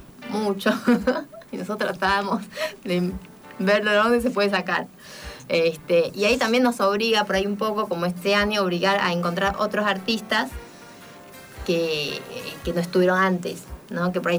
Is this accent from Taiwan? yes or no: yes; Taiwan; uno como taiwanés siente que nos puede representar. O sea, por eso estoy acá, hablando de cultura china, pero yo soy de Taiwán